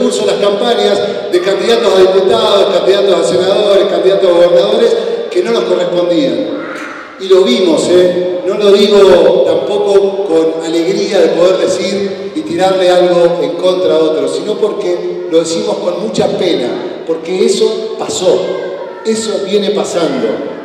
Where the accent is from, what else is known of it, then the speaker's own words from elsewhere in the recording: Paraná, Entre Ríos, Argentina; Yo soy de Paraná, de Entre Ríos, y allá no había tierras para construir agroecología, por ejemplo, que era lo que yo quería hacer.